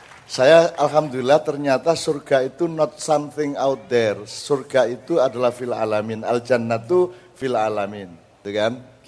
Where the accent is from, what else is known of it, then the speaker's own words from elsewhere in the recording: East Java, Indonesia; kita orang Madura di generasi sekarang.